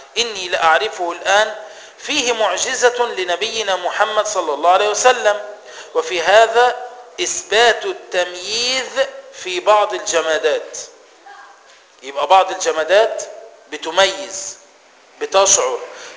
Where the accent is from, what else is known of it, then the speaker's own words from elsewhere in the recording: Egypt; زي إحنا كمصريين لما نيجي نتكلم مع بعض بنفهم بعض